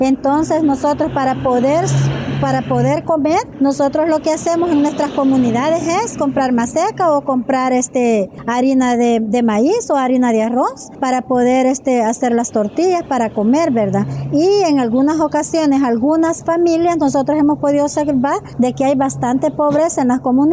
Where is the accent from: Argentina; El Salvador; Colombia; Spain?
El Salvador; Panchimalco, San Salvador; vengo de Cantón Azacualpa, Caserío y Amayito, representando Asociación de Mujeres de Acua de Panchimalco.